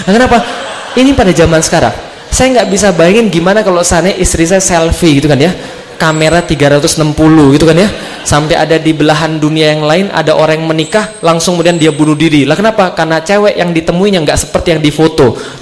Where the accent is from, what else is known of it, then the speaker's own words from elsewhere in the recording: Palembang, South Sumatra, Indonesia; saya lahir di Palembang, saya dibesarkan di Palembang dari keluarga Katolik. Keluarga saya Katolik, nenek saya Buddha, ada juga yang Tao.